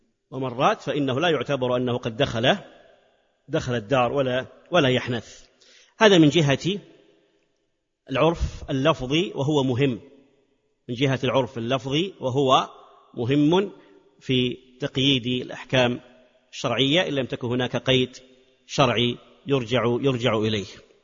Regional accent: Hejaz, Saudi Arabia; لكن عندنا في الحجاز مثلا هذا أمر فيه تنقص ومعيب

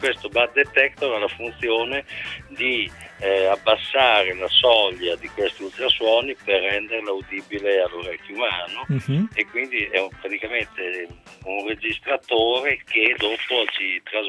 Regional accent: Bologna, Emilia-Romagna, Italy; Sono di Bologna

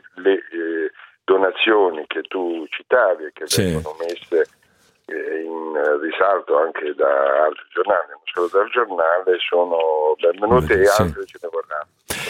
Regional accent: Milan, Lombardy, Italy; lo dico da milanese ma anche da italiano

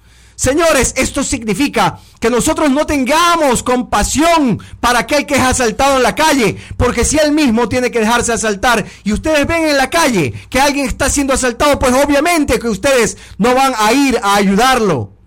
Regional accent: Ecuador; las víctimas somos todos los ecuatorianos decentes que estamos siendo asaltados y atropellados continuamente

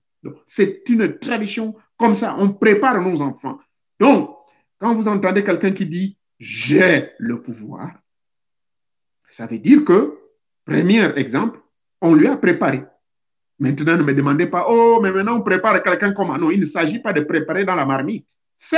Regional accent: Gabon; Ça existe chez nous au Gabon.

